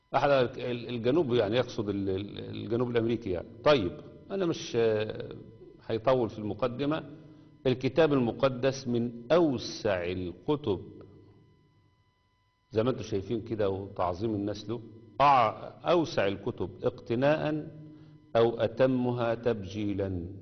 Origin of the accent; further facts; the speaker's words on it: Egypt; وخصوصا عندنا في مصر